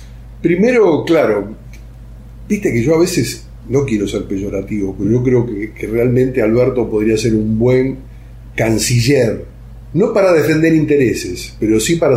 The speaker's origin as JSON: {"language": "Spanish", "country": "Argentina", "said": "Y nosotros como argentinos tenemos como aliados a Rusia"}